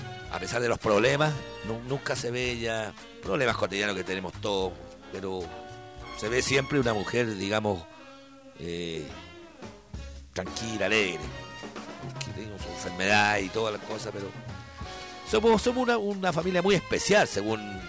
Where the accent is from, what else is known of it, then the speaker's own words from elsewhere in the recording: Valparaíso, Chile; somos porteños todos, pero como le digo, es un cerro especial.